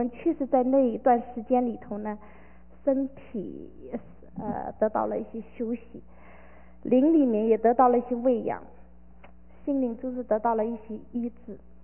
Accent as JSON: {"language": "Chinese", "country": "China", "said": "我们中国人叫是种什么就收什么，是吧？"}